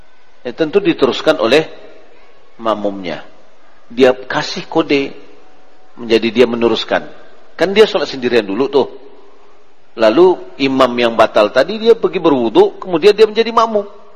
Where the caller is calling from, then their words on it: Ampek Angkek, West Sumatra, Indonesia; Assalamualaikum Buya, saya dari Ampe Angke.